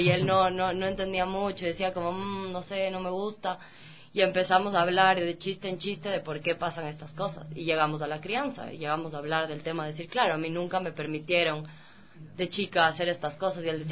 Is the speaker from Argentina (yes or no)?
no; Cuenca, Azuay, Ecuador; soy de Cuenca, toda mi familia es cuencana.